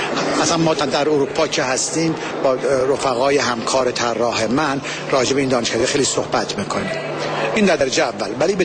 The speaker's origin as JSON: {"language": "Persian", "country": "Iran", "lives_now": "United States", "said": "من ایرانی امریکایی هستم"}